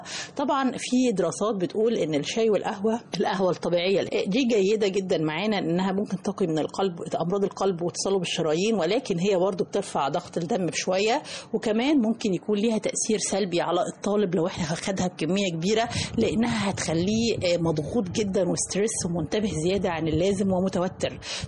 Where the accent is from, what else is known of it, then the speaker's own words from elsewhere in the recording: Egypt; لانه للأسف الشديد احنا كمواطنين مصريين بناخد كمية قليلة جدا من الالياف الغذائية